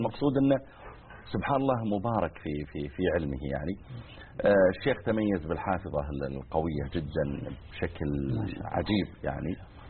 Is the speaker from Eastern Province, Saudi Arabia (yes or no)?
no; Mizal, Riyadh Province, Saudi Arabia; بعض المناطق مثل ديرتنا احنا مثلا مزعل صغيرة يعني، وجنبها القوعية أكبر منها.